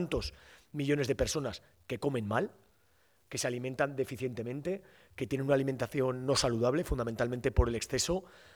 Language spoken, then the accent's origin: Spanish; Nuez de Ebro, Aragon, Spain; vengo de un pequeño pueblo que se llama Nuez de Ebro, aquí en Zaragoza.